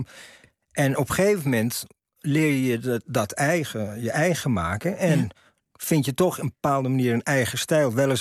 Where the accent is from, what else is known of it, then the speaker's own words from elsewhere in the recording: Amsterdam, North Holland, Netherlands; born there; Ik kom natuurlijk in Amsterdam. Ik ben in Amsterdam geboren